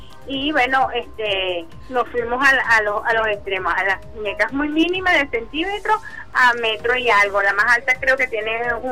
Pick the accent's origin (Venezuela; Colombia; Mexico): Venezuela; nuestro arraigo como venezolanos y venezolanas